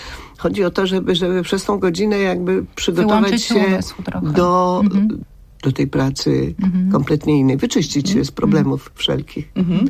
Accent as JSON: {"language": "Polish", "town": "Łódź", "region": "Łódź Voivodeship", "country": "Poland", "said": "choć ja jestem z Łodzi, a nie z Krakowa"}